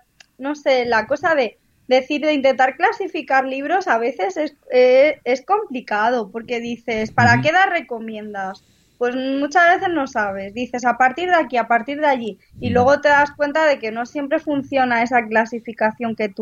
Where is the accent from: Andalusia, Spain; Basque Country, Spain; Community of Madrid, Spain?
Community of Madrid, Spain; Alcalá de Henares; Aunque soy de Alcalá y vivo en Alcalá